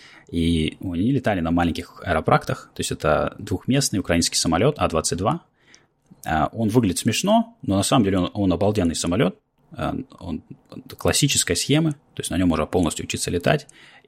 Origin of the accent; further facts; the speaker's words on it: Russia; now in United States; но я, приехав из России